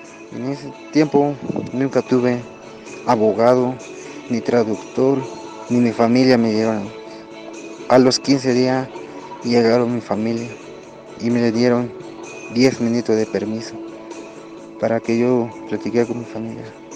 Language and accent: Spanish; Pueblo Nuevo Solistahuacán, Chiapas, Mexico; born there; Pues, yo nací en una colonia Aurora Ermita, municipio de Pueblo Nuevo, Solistado, acá en Chiapa. Fecha de nacimiento es 27 de mayo de 1988. Tengo 32 años. Y yo soy agricultor